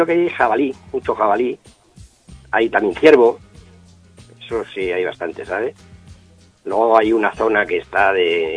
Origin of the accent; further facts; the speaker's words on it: Zarza de Granadilla, Extremadura, Spain; born there; Yo nací en el norte de Extremadura, en un pueblo que se llama Zarza de Granadilla, provincia de Cáceres.